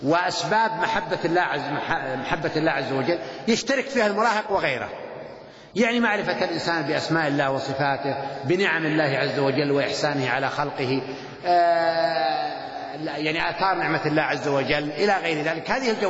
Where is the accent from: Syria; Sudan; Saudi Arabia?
Saudi Arabia; بس هو مطبوع عندنا في السعودية